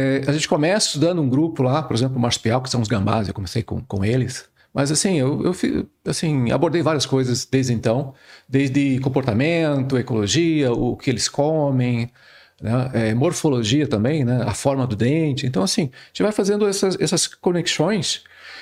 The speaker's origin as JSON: {"language": "Portuguese", "town": "Curitiba", "region": "Paraná", "country": "Brazil", "tie": "born or raised there", "also_born_or_lived": "Mato Grosso do Sul", "lives_now": "Santa Maria, Brazil", "said": "Sim, então eu sou natural do Mato Grosso do Sul, mas na verdade cresci em Curitiba, Paraná, onde eu fiz a graduação, né, em biologia e o doutorado também."}